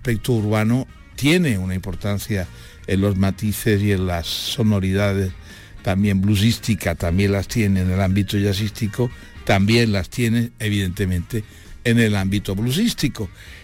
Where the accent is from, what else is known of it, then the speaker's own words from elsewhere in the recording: Andalusia, Spain; a mí, mi tierra, que es Andalucía, me enamora toda.